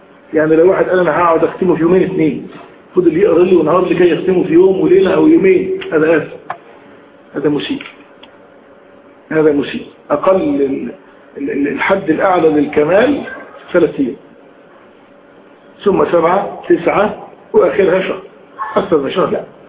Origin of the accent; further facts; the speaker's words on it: Egypt; عندنا في مصر الأمر ده الحمد لله يكاد يكون نادرا